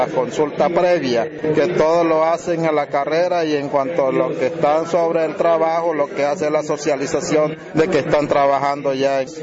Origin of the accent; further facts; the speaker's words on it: Riohacha, La Guajira, Colombia; soy de la etnia Wayú, vengo de La Guajira, sobre todo el municipio de Riohacha.